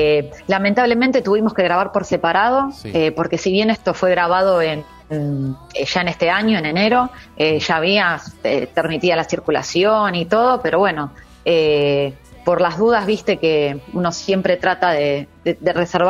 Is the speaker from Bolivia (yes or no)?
no; Quilmes, Buenos Aires Province, Argentina; nosotros, como vos decías, somos de acá, somos de Quilmes, somos locales.